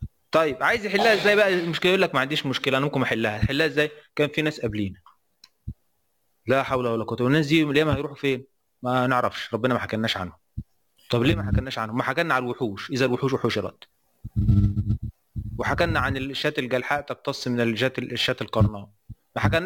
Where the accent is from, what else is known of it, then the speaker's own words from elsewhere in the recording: Aswan, Aswan Governorate, Egypt; انا من الصعيد، في ناس في الصعيد بتلبس بطاطين